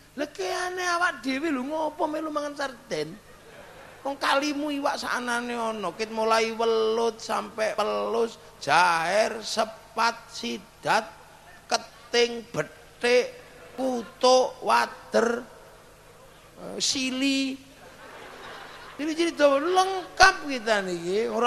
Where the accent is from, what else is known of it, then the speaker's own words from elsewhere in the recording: Indonesia; kita orang Indo.